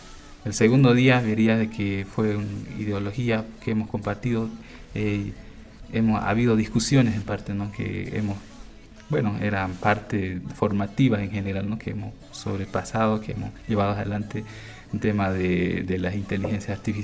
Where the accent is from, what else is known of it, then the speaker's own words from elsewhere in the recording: Bolivia; Así como ustedes a nosotros como pueblo que somos bolivianos, ¿no?